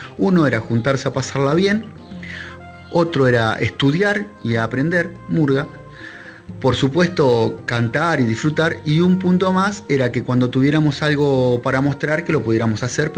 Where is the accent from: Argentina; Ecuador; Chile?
Argentina; Necochea, Buenos Aires Province; soy de Necochea, provincia de Buenos Aires, acá de la costa.